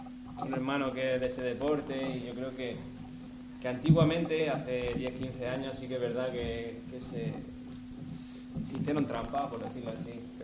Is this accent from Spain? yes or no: yes; Spain; Como música y como español